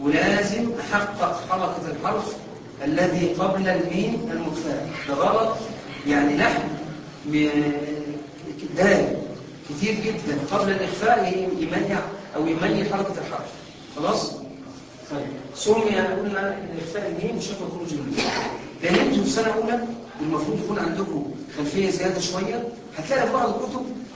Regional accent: Aswan, Aswan Governorate, Egypt; معلش معلش انا من اسوان خلي بالك

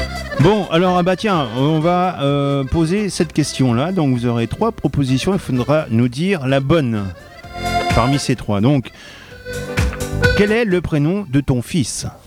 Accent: Hauts-de-France, France; je suis Picard.

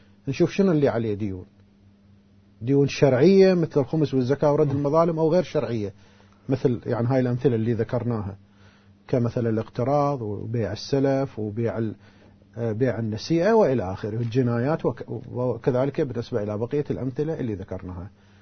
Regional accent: Karbala, Karbala Governorate, Iraq; يعني مثلا هسه الآن احنا متعارف عندنا في كربلاء

